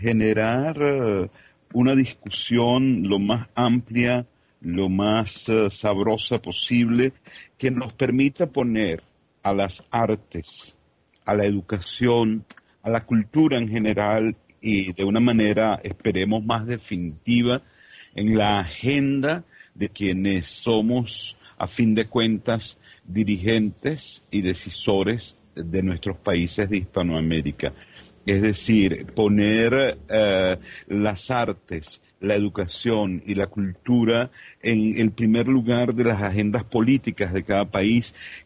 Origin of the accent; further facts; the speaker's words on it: Caracas, Capital District, Venezuela; Vengo de Caracas, Venezuela